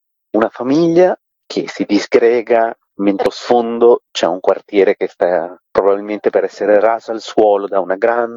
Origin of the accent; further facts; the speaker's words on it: Sri Lanka; Italian is a second language; Io vengo dallo Sri Lanka, per me già la lingua italiana è una lingua che ho imparato